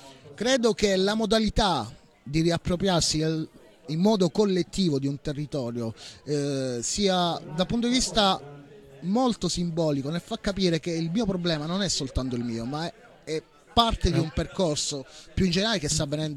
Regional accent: Calabria, Italy; Io personalmente vengo dalla Calabria, vivo giù in Calabria

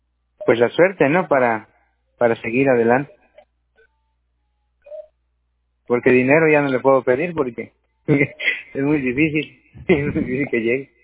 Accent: Tierra Blanca, Veracruz, Mexico; born there; now in Córdoba, Mexico; Así es, nací en Tierra Blanca.

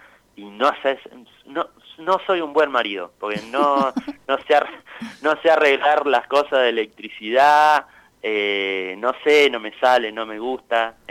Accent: Miguel Cané, La Pampa, Argentina; also born or lived in General Pico; Yo nací, soy de Miguel Cané, nací en realidad nací en el hospital de General Pico, pero es una cuestión, digamos, coyuntural

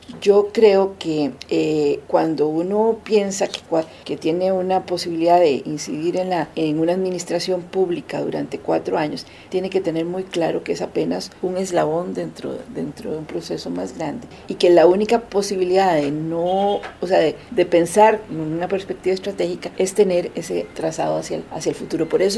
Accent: Costa Rica; mucho de lo que hoy somos los costarricenses y la sociedad costarricense

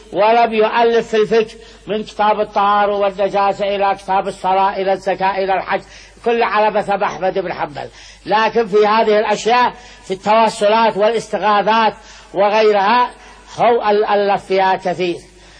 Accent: Sanaa, Amanat Al Asimah, Yemen; وأنا لي من صنعاء وقلت في صنعاء ونشأت في صنعاء،

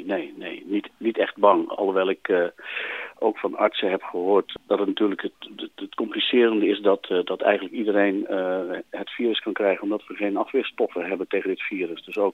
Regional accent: North Brabant, Netherlands; En ik kom zelf uit Brabant, dus ik zie dat het daar ook gebeurt.

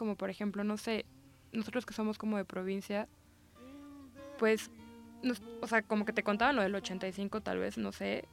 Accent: Morelos, Mexico; now in Mexico City, Mexico; yo soy de Morelos y como que nuestros estados acaban como de sufrir cierto daño

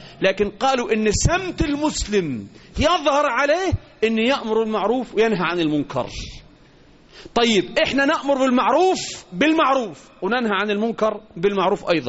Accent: Egypt; وإحنا كمصريين علينا عبء كبير

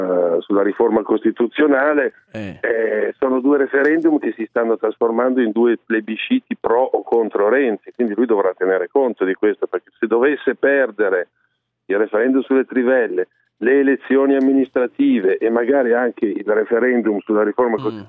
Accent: Palermo, Sicily, Italy; Io sono palermitano

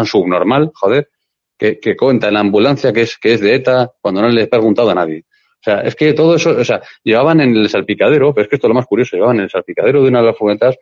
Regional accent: Santander, Cantabria, Spain; yo soy de Santander, ¿vale? Yo he ido a Asturias muchas veces, he ido a Madrid muchísimas veces desde Santander.

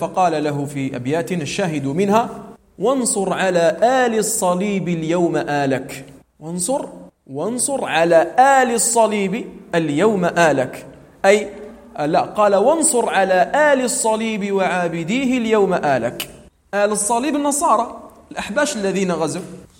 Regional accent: Algeria; عندنا في الجزائر، فنحن في الجزائر لسنا عربا، نحن بربر في الأصل، وأنسابنا منقطعة بسبب الاستدمار الفرنسي.

